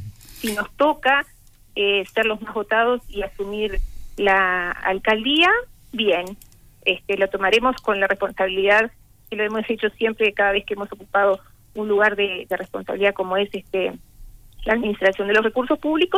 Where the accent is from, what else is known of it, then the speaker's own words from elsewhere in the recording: Pan de Azúcar, Maldonado, Uruguay; pandiazuquense. Viví toda la vida en Pan de Azúcar, unos pocos años que cuando me fui a estudiar, me fui a Pan de Azúcar, pero volví, me casé, tengo mi familia